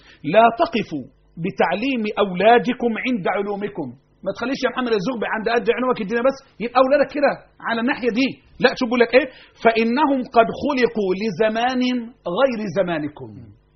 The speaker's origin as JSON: {"language": "Arabic", "country": "Egypt", "said": "أنا كمصري"}